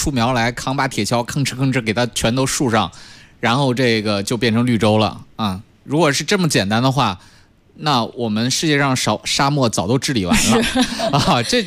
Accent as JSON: {"language": "Chinese", "country": "China"}